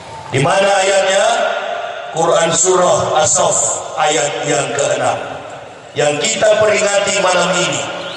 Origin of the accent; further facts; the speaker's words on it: Manado, North Sulawesi, Indonesia; saya berasal dari suku Manado, Pak, Sulawesi Utara.